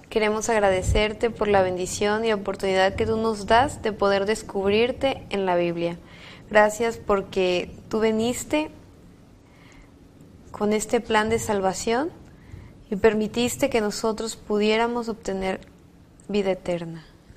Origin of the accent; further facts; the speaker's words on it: Tabasco, Mexico; estudio artes visuales y soy de Tabasco.